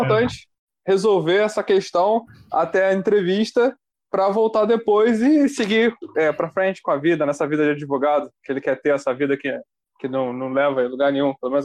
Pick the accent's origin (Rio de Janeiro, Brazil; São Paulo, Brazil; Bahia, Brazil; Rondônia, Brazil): Rio de Janeiro, Brazil; Cara, eu que moro em cidade pequena. O já denunciou, mas eu sou do Rio de Janeiro